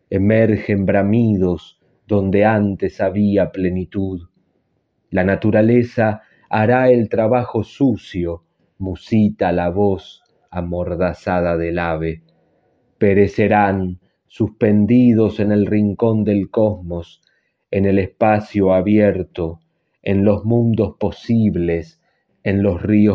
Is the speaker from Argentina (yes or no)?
yes; San Isidro, Buenos Aires Province, Argentina; de San Isidro, provincia de Buenos Aires.